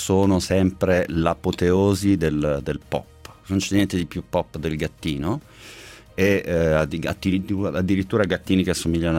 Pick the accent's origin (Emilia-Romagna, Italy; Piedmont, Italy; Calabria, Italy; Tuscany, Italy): Calabria, Italy; Monasterace Marina; Il mio paese, Monasterace Marina, provincia di Reggio Calabria.